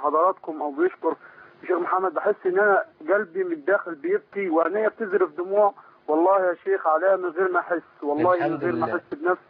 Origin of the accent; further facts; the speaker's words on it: Egypt; moved away as an adult; now in Libya; انا مصري بس بشتغل في ليبيا